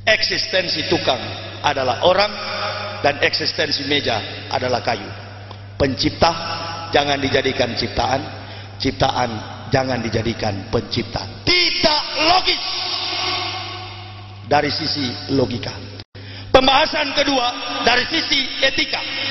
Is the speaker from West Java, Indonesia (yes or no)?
no; Manado, North Sulawesi, Indonesia; Kampung saya Manado